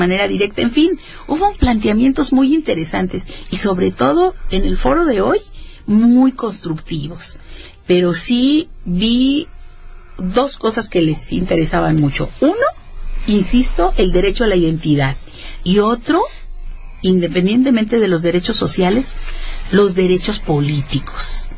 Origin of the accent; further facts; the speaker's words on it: San Luis Potosí, Mexico; moved away; como yo vine de San Luis Potosí